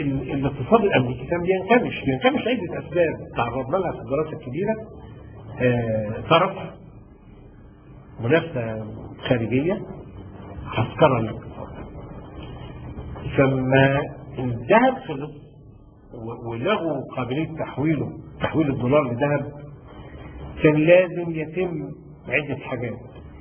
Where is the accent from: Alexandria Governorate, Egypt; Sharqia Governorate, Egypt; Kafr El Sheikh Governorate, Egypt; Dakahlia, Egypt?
Sharqia Governorate, Egypt; انا من الشرقيه